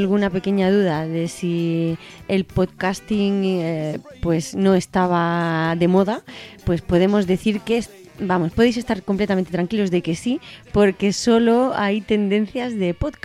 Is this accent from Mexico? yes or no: yes; Mexico; que desde luego que te digo que como mexicana valoramos muchísimo